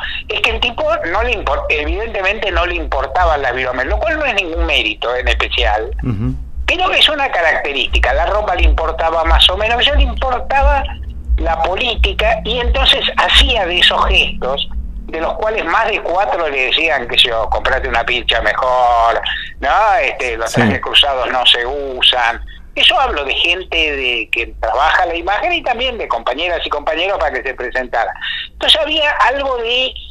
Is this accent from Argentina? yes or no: yes; Argentina; soy abogado, he sido militante, tengo unos cuantos años de periodismo, soy argentino